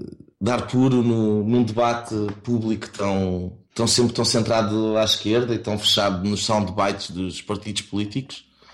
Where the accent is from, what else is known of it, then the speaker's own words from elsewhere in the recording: Lisbon, Portugal; also born or lived in Cascais; now in Leuven, Belgium; Já estou aqui há 3 anos, sou originário de Lisboa e Cascais, onde cresci